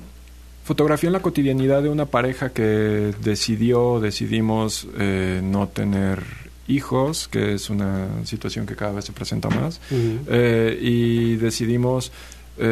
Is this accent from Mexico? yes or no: yes; Cuernavaca, Morelos, Mexico; also born or lived in Xalapa; No, yo soy de Cuernavaca. Viví aquí en Jalapa 8 años, estudié en la Universidad Veracruzana.